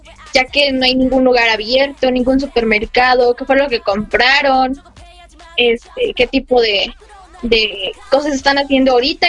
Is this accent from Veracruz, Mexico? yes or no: yes; Xalapa, Veracruz, Mexico; Soy originaria de Jalapa, Veracruz. Soy veracruzana jarochita de corazón.